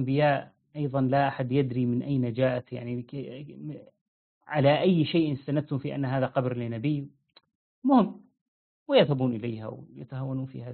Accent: Syria; حتى تجد مثلا نحن في عندنا في سوريا

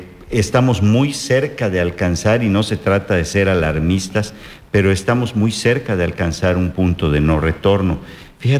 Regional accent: Yucatán, Mexico; me siento muy orgulloso como yucateco

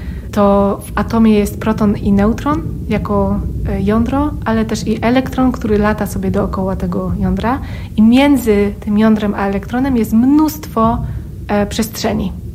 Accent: Oświęcim, Lesser Poland, Poland; born there; Jestem urodzona w Oświęcimiu.

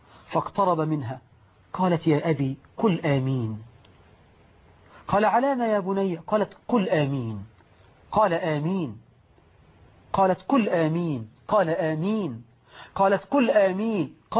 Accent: Egypt; بقى عندنا في مصر 12 مليون عانس لأننا نغالف المهور.

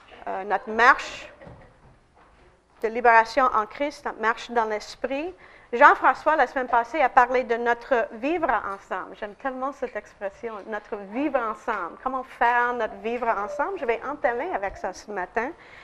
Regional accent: United States; French is a second language; Alors, en tant qu'Américaine, je ne me sens pas étrangère.

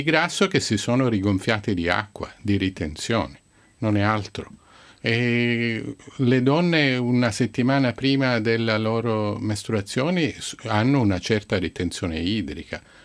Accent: Sicily, Italy; Io vengo dalla Sicilia e poi oggi ho portato un bellissimo sole qui a Milano.

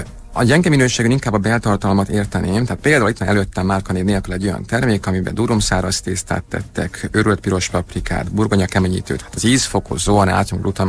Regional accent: Budapest, Hungary; Budapesten a Havanna lakótelepen nőttem fel.

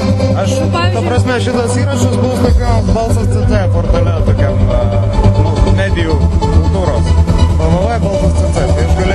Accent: Marijampolė, Marijampolė County, Lithuania; now in Vilnius, Lithuania; Jo, aš iš Marijampolės. Aš šiek tai vilnietis esu dabar jau, nu, ta prasme.

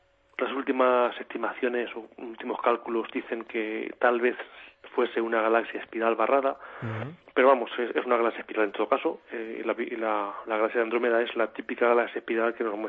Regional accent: Castilla-La Mancha, Spain; mi pueblo de hasta Albacete son 50 kilómetros en coche.

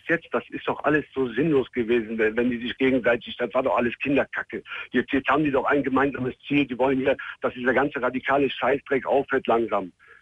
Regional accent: Serbia; Ich bin Serbe.

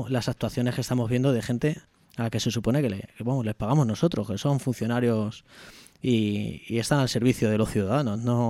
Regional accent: Madrid, Community of Madrid, Spain; Y como ciudadano, como madrileño, me va jodiendo, ¿no?

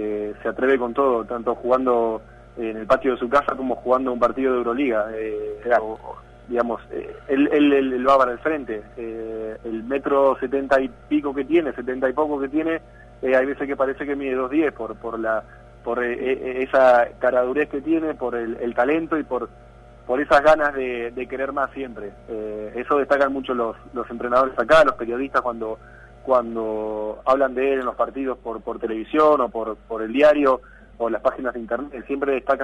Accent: Santa Fe, Argentina; ha crecido en el club de regatas de Santa Fe, que es el club donde yo nací y comencé a los 4 años a jugar ya al básquet

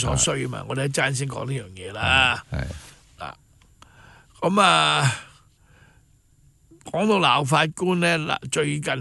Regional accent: China; 我作为一个中国人咧，我好骄傲咁行出去国外咧

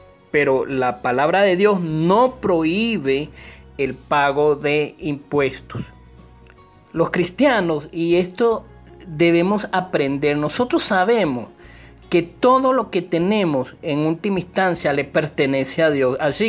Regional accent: Venezuela; en nuestro caso somos venezolanos

